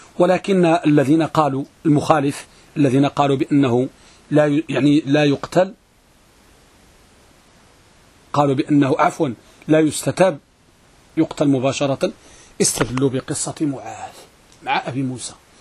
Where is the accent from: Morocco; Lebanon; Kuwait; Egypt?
Morocco; احنا عندنا في المغرب كنقولوا الحديث ملقم